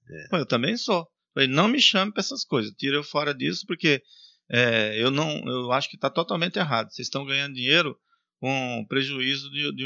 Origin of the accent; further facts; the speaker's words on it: Northeast Region, Brazil; Que eu sou nordestino e vaquejada no Nordeste é diferente dos rodeios aqui também